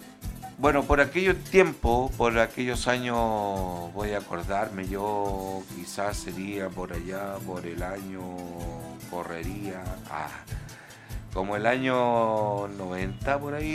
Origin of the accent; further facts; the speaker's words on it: Chile; Y no olvidarnos, porque somos chilenos, antes que nada somos chilenos.